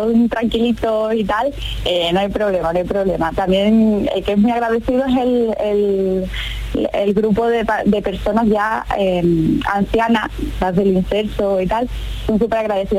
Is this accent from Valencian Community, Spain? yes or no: no; Seville, Andalusia, Spain; Yo soy de Sevilla.